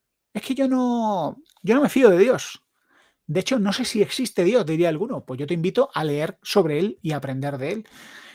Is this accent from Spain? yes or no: yes; Granada, Andalusia, Spain; Para más, pero es que soy de Granada.